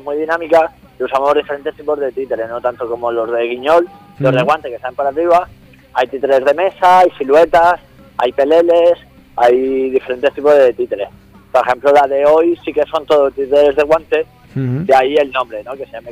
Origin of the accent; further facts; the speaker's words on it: Granada, Andalusia, Spain; yo vengo de Granada.